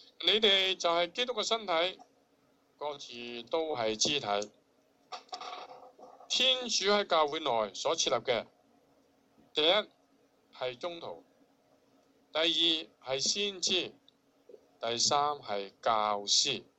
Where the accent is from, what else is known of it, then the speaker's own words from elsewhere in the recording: China; 我哋中國人特別醒嘅